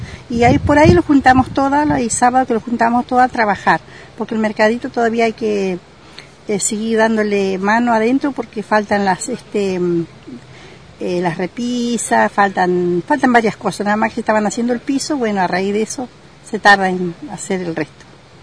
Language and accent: Spanish; Mallín Alto, Río Negro, Argentina; yo también soy de Mallín Alto